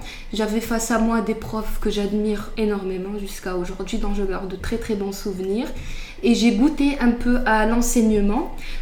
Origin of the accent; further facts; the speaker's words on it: Casablanca, Casablanca-Settat, Morocco; j'ai 21 ans, je suis de Casablanca. Je suis marocaine